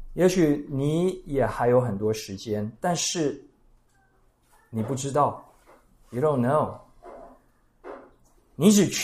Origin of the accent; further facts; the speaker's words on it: Puli, Nantou County, Taiwan; 我住在埔里，我家乡埔里最近在大拜拜